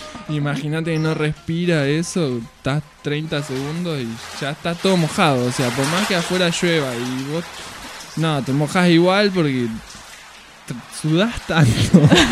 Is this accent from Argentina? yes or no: yes; Mar del Plata, Buenos Aires Province, Argentina; now in La Plata, Argentina; Y acá en La Plata, soy de Mar del, me pasó que en Mar del hay otro respeto con el tránsito.